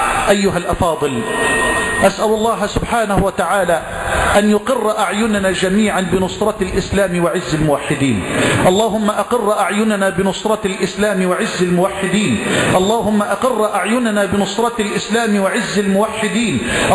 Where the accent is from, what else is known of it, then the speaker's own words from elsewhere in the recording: Egypt; اللهم اجعل بلدنا مصر واحة للأمن والأمان